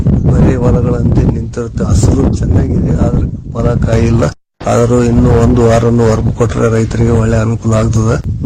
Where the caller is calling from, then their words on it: Angadakal, Karnataka, India; ರಾಯಚೂರು ಜಿಲ್ಲೆ ದೇವದುರ್ಗ ತಾಲೂಕು ಅಂಗಡಕಲ್ ಗ್ರಾಮದ … ಮಾತನಾಡುತ್ತೀವಿ.